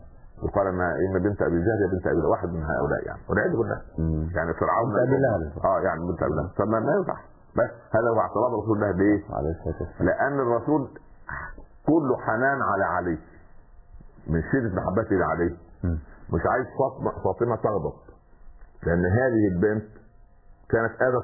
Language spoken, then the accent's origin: Arabic; Upper Egypt, Egypt; حتى عندنا في الصعيد اسمه السخل برضه